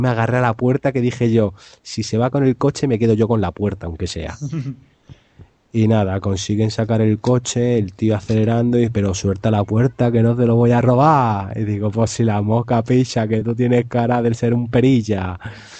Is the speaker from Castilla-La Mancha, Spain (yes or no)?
yes; Ciudad Real, Castilla-La Mancha, Spain; Que si quiere yo puedo ser de mi pueblo, ¿eh? Que de mi pueblo son muy brutos. De Ciudad Real. ¿Sabe dónde está Ciudad Real?